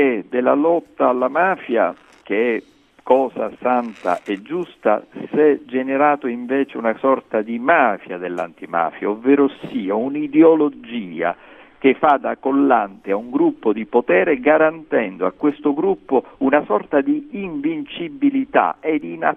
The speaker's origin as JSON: {"language": "Italian", "region": "Sicily", "country": "Italy", "said": "che da siciliano, occupandomi di politica, vivendo la vita e la società siciliana"}